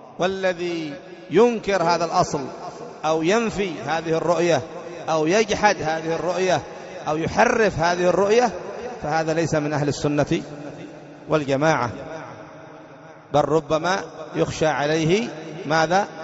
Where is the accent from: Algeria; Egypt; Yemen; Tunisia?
Yemen; عندنا في اليمن